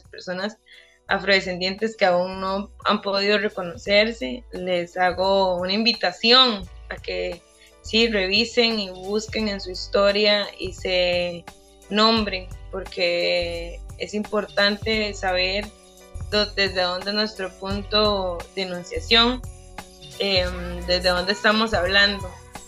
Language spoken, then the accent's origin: Spanish; Limón, Costa Rica; yo tengo raíces afro-guanacastecas, pero yo nací y crecí en el Caribe, yo soy cédula 7, soy limonense.